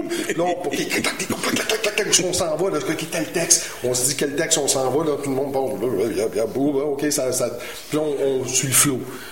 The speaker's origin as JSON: {"language": "French", "town": "Montreal", "region": "Quebec", "country": "Canada", "said": "il y a beaucoup d'anglicisme dans ce que je dis, je suis montréalais très assumé"}